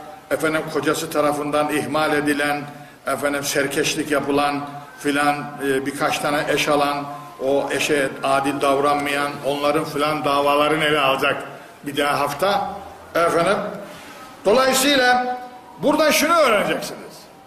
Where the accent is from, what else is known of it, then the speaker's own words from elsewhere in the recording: Black Sea Region, Turkey; Bizim köyde ablama mal verdim, dünya koptu, nasıl mal verirsin ha? Biz de kadınlara, Karadeniz'de kızlara mal verilmez ki.